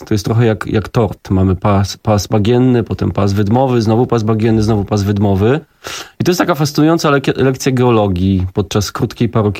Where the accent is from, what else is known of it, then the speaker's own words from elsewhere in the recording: Warsaw, Masovian Voivodeship, Poland; bo jestem warszawiakiem